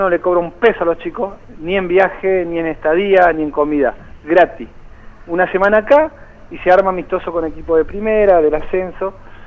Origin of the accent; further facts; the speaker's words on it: Espinillo, Formosa, Argentina; esto fue un poquito ayudar a mi provincia o directamente a mi pueblo, allá en Espinillo Formosa